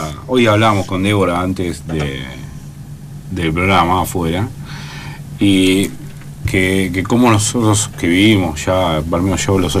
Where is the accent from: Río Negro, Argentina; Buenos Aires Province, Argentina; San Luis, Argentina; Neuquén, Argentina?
Buenos Aires Province, Argentina; yo que vengo de la provincia de Buenos Aires, la provincia de Buenos Aires, ¿no?